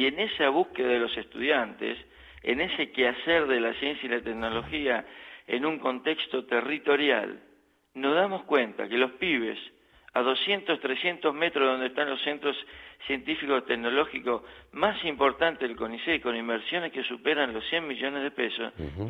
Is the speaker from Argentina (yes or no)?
yes; Argentina; moved away as an adult; now in Göttingen, Germany